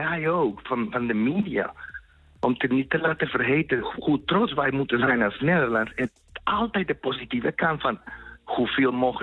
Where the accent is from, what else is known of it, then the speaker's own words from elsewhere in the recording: Colombia; now in Netherlands; Ik kom uit Colombia oorspronkelijk. Ik woon al 18 jaar.